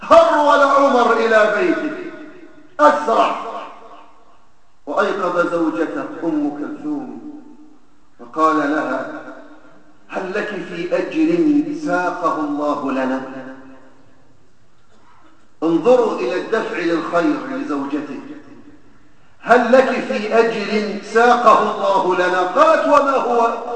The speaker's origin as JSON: {"language": "Arabic", "country": "Egypt", "said": "ما وقع في بلادنا مصر على مر السنوات الماضية"}